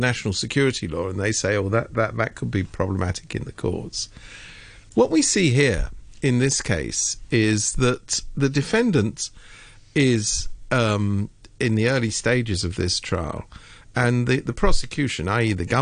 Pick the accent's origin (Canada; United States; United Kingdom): United Kingdom; being a Brit myself.